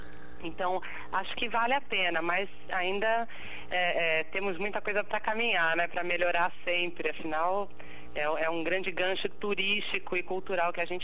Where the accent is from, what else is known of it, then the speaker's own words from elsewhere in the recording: Rio de Janeiro, Brazil; eu passei o carnaval no Rio mesmo, afinal eu sou carioca, né? Então esse ano eu voltei para as minhas origens.